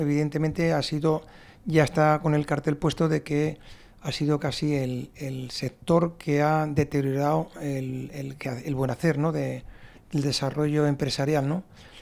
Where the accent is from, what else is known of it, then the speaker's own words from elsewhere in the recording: Navarre, Spain; me podrá fastidiar como ciudadano navarro